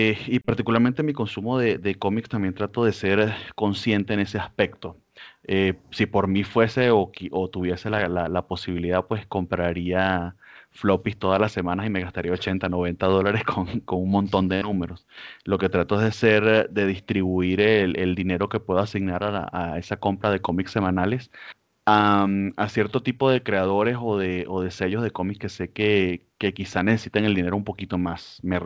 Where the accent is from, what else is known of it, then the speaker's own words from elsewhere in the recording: Venezuela; moved away as an adult; now in Mexico; Soy venezolano, emigré acá a México en el 2018